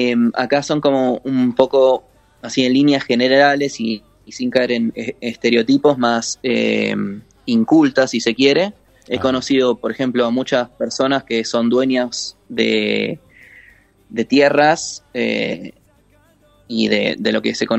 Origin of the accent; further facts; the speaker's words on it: Argentina; No, acá sí, argentino.